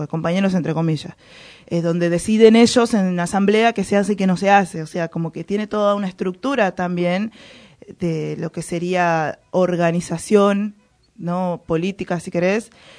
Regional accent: Argentina; también no soy de Guatemala, pero en Argentina también hay mucha estructura machista

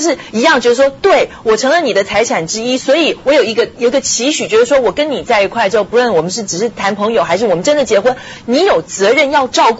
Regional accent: China; 就是我中国人

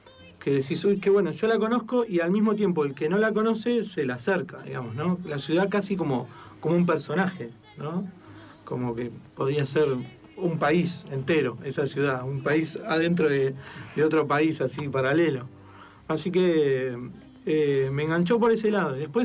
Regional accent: Buenos Aires, Argentina; yo soy absolutamente porteño. De los 12 años fui a un colegio en el centro, solo me tomaba el subte. Siempre me gustó la ciudad

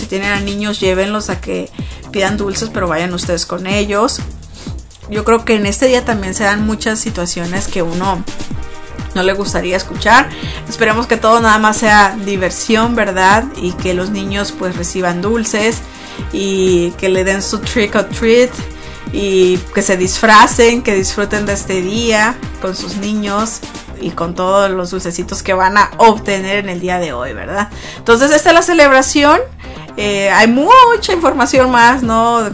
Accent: Mexico; Ya ven que todos los que somos mexicanos, el día 12 de noviembre, pues celebramos el Día de los Muertos

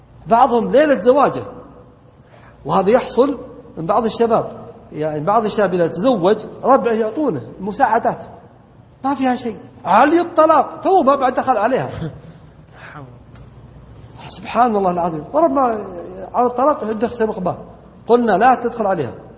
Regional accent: Najd, Saudi Arabia; عندنا في نجد تقول المرأة أبونا جاء وتقصد يعني عيالها

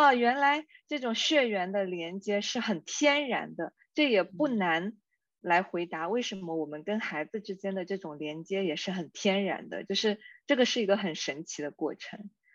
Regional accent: South China, China; 忽略我的普通话的前后鼻音，作为南方人，这个真的是一个很大的坑哈

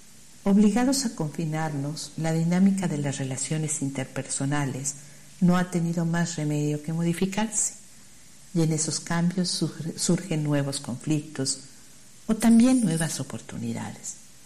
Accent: Mexico; Como mexicanos vivimos de la emoción

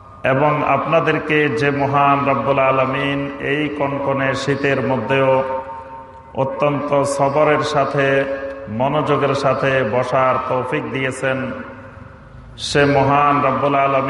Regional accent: Bangladesh; আমরাও এই দেশের নাগরিক, ছোটবেলা থেকে এই দেশেই লেখাপড়া করেছি, এই দেশে বড় হয়েছি

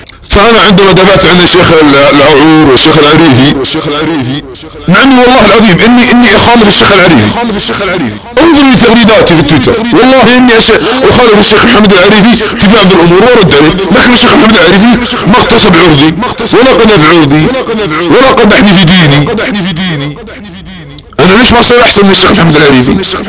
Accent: Saudi Arabia; وانا سعودي، وانت سعودي

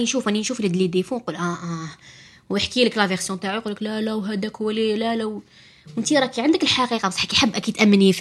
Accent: Algeria; العيانة اللي عندنا في الجزائر

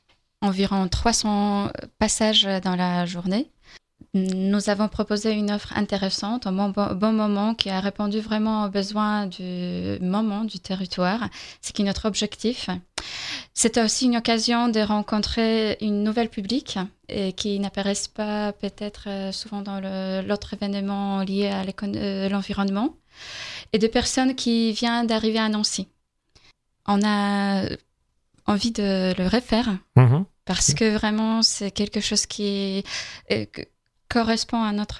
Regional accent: Poland; French is a second language; J'ai un petit accent, je suis polonaise.

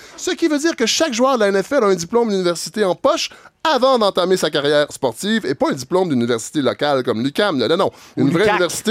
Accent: Canada; qui devrait nous plaire en tant que Canadien

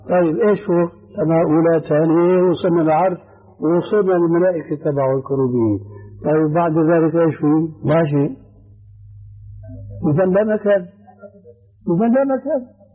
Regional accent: Syria; كما يقولون عندنا في الشام أدحاله.

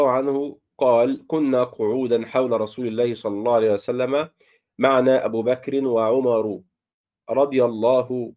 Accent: Egypt; بنسميه عندنا في مصر في الريف الأناية

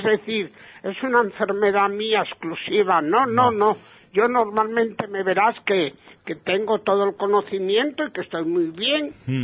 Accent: Argentina; Digo, ¡soy de Argentina!

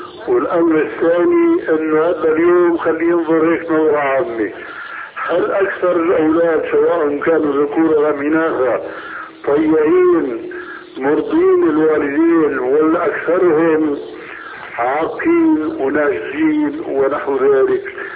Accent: Syria; هي كما يقولون عندنا في سوريا

